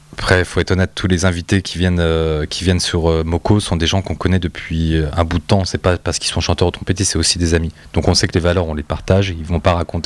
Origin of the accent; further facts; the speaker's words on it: France; On est de culture française, on est français